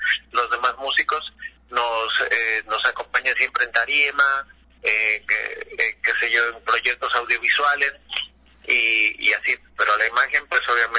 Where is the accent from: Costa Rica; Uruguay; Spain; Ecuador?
Ecuador; porque nosotros somos de Ecuador